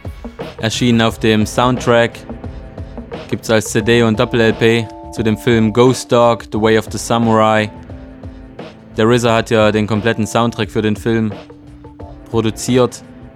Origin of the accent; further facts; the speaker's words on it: Freiberg, Saxony, Germany; aus Freiberg in Sachsen. Das ist meine Heimatstadt.